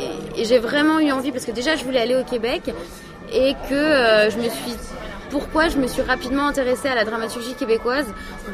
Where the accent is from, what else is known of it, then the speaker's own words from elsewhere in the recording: France; Quand on est français et qu'on va là-bas